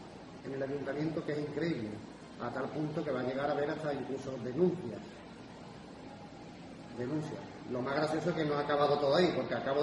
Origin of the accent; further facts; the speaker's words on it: Seville, Andalusia, Spain; now in Manzanilla, Spain; Yo vivo aquí en Manzanilla, soy de aquí de Sevilla, pero vivo allí.